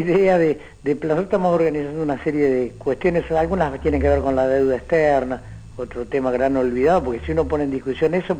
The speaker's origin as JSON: {"language": "Spanish", "town": "Florencio Varela", "region": "Buenos Aires Province", "country": "Argentina", "tie": "born there", "said": "Nací en Florencio Varela y viví"}